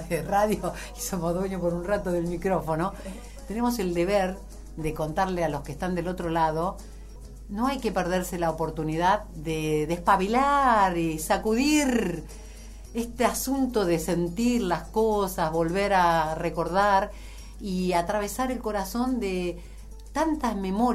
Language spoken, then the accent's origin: Spanish; Buenos Aires, Argentina; o si yo hubiera nacido en Andalucía, porque siendo una porteña total, no puedo evitar sentir la marca del cuchillo del ser